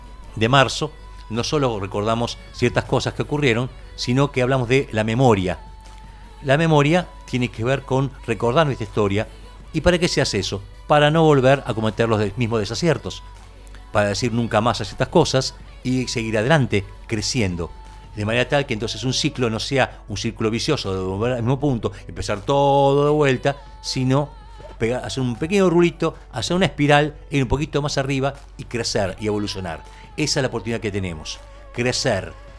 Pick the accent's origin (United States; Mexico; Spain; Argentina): Argentina; quienes conscientemente decimos somos argentinos